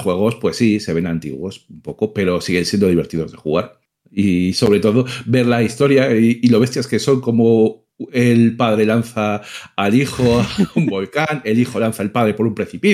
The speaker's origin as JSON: {"language": "Spanish", "town": "Madrid", "region": "Community of Madrid", "country": "Spain", "said": "Que a ver, que soy muy de Madrid, que me gusta mucho Madrid, pero que terminas muy harto de Madrid también."}